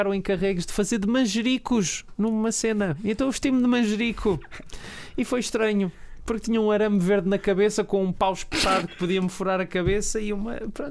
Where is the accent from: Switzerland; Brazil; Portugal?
Portugal; porque eu sou português, mas não sei